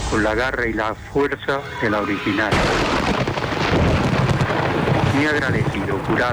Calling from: Granada, Andalusia, Spain; de Granada.

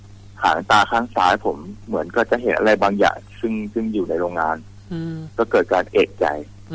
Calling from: Samut Sakhon, Thailand; อยู่จังหวัดสมุทรสาครเนี่ยครับ

